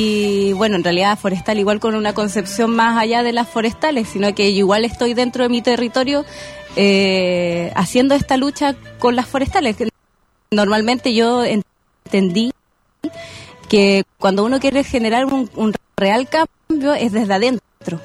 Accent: Valdivia, Los Ríos, Chile; yo soy de Valdivia, en específico de una isla, Isla del Rey.

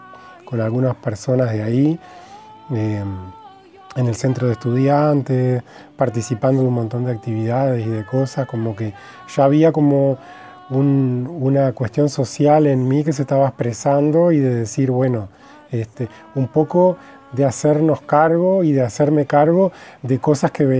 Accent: Melo, Cerro Largo, Uruguay; moved away as an adult; also born or lived in Montevideo; Yo soy del interior, nací en Melo y a los 18 años me fui a vivir a Montevideo a estudiar en la universidad

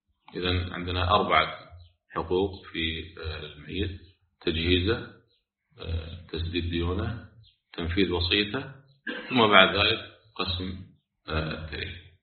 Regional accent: Kuwait; يعني احنا عندنا في الكويت الحمد لله البلديه تشيل كل شيء كفان

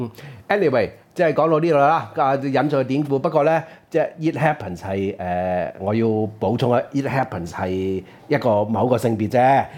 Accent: Hong Kong; 還是我哋香港人？

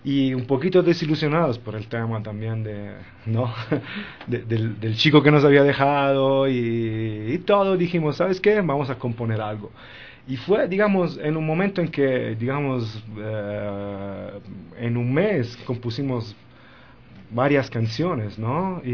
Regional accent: Rocca Priora, Lazio, Italy; De Rocca Priora, un pueblito cerca de Roma.

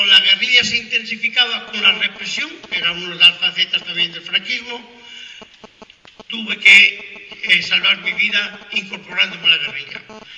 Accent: Castile and León, Spain; la parte de León, del Bierzo, yo soy del Bierzo

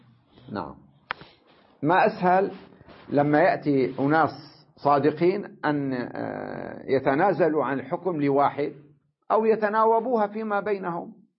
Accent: Syria; بينما عندنا بسوريا، تمام؟ كلها بالفصحى

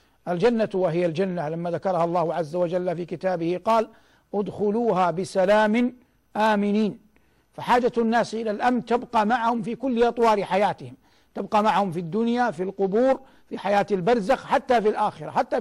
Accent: Saudi Arabia; وقد من الله عز وجل على بلادنا المملكة العربية السعودية بالأمن

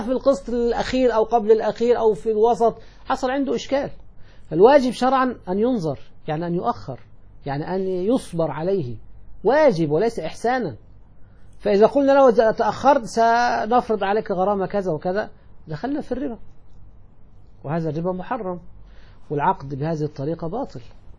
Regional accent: Egypt; موظفي الحكومة مثل الذي عندنا في مصر وأيضا في يعني بعض البلاد الأخرى

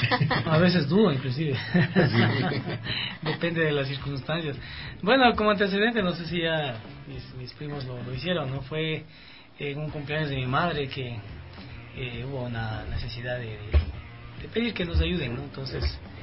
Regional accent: Ecuador; como ecuatorianos primero, ¿no? La música nuestra tiene una riqueza increíble

